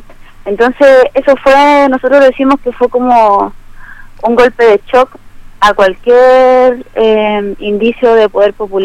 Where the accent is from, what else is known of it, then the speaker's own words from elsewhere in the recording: Peñalolén, Santiago Metropolitan Region, Chile; Yo por lo menos soy de acá, de Peñalolén, que está dentro de las comunas que son combativas.